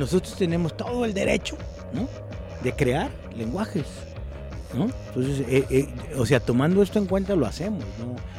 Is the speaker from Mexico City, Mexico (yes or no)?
no; Guadalajara, Jalisco, Mexico; also born or lived in Nayarit; yo soy de aquí de Guanatos. Ajá. Yo inventé Guanatos Nayarit porque soy de Guanatos, pero viví en Nayarit.